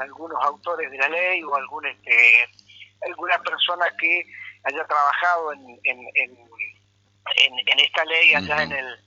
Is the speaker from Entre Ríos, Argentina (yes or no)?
yes; Chajarí, Entre Ríos, Argentina; now in Federación, Argentina; Yo vivo en Federación, desde lo familiar vivo en Federación y desde lo laboral y desde mi vida, de toda mi vida, soy de Chajarí